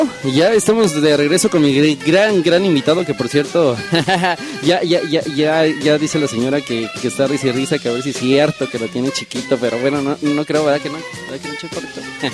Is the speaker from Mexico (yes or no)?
yes; Acapulco, Guerrero, Mexico; Ay, papá, mira, uno de Poza Rica y yo de Acapulqueño.